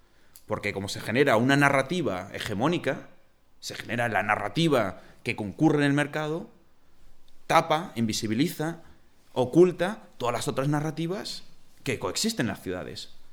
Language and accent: Spanish; Catalonia, Spain; Yo que vengo de Cataluña